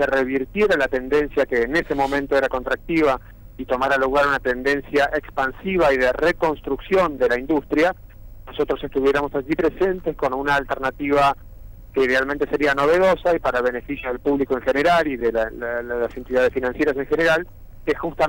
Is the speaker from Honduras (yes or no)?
no; Argentina; now in Miami, United States; Así es, soy argentino.